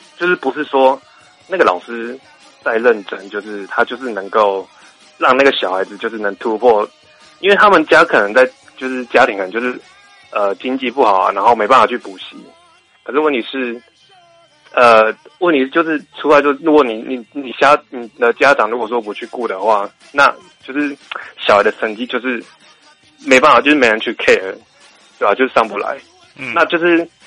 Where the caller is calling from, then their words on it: Taichung, Taiwan; 我是台中的